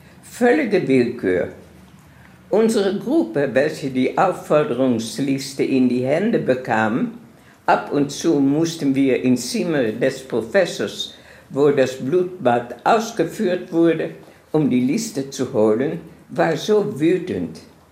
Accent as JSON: {"language": "German", "town": "Amsterdam", "region": "North Holland", "country": "Netherlands", "tie": "born there", "second_language": "German", "said": "Ich bin geboren in Amsterdam, in einem sehr schönen Viertel von Amsterdam."}